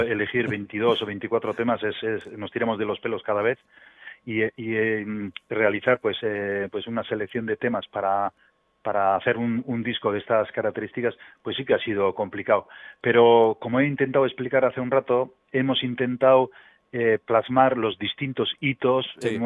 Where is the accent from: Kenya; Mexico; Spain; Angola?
Spain; Basque Country; first language Basque; Spanish is a second language; al principio cantábamos todo en euskera porque es mi idioma materno